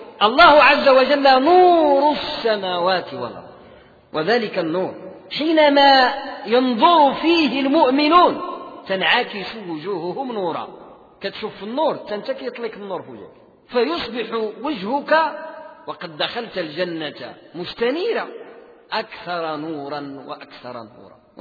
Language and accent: Arabic; Morocco; بحال احنا عندنا في المغرب، وحدة غربية وحدة شرقية.